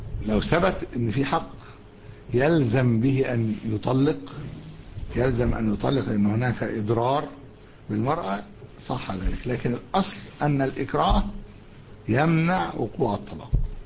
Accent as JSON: {"language": "Arabic", "town": "Alexandria", "region": "Alexandria Governorate", "country": "Egypt", "said": "حتى في بقايا عندنا في اسكندرية"}